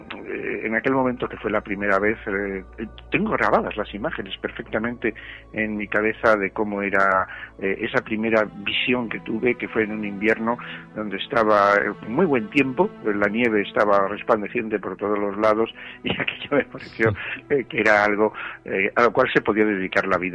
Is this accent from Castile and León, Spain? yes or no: yes; Valladolid, Castile and León, Spain; born there; Yo las vi desde la llanura de Castilla porque nací en Valladolid